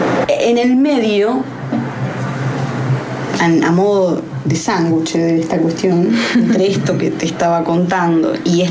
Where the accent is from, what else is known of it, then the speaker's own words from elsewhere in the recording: Buenos Aires, Argentina; soy de acá, de Capital, y del barrio de Caballito